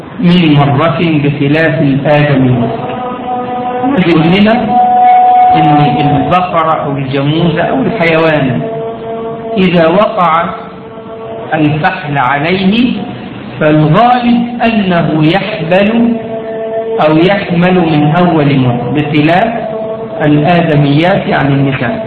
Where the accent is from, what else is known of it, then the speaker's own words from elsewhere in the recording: Egypt; طبعا احنا يمكن الزكاة الماشية مش مطروقة عندنا في مصر، وكذلك زكاة الزروع مش موجودة هنا في مصر